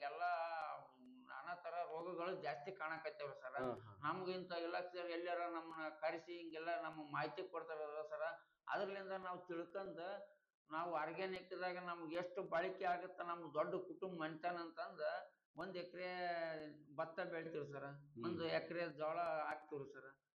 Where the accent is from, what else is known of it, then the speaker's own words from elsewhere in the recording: Hunasehalu, Karnataka, India; ಅದಕ್ಕೆ ಅದು ಹುಣಸೆ ಹಾಳು ಅಂತ ಒಂದು ಊರಾಗೈತೆ ನೋಡ್ರಿ ಸರ್